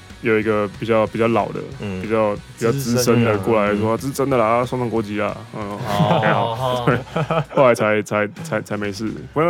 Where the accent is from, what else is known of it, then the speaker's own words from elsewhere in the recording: Taiwan; also born or lived in United Kingdom; 他们第一个反应都是直觉说你是哪里人？台湾人。然后加上我的身份证后面背面出生地是写英国。